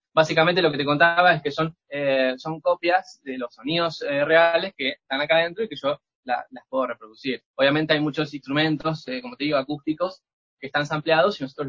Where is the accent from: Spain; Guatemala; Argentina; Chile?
Argentina; yo llego justo el día que cierran la frontera en mi país, en Argentina